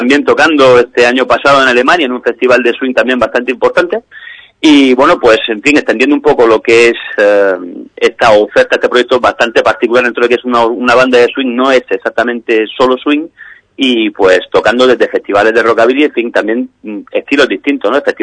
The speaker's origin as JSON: {"language": "Spanish", "town": "Alicante", "region": "Valencian Community", "country": "Spain", "said": "personas de aquí, de la Vega Baja del Segura, en Alicante. Tenemos dos miembros que están residiendo de manera permanente en Madrid, pero sí, somos de aquí, de Alicante."}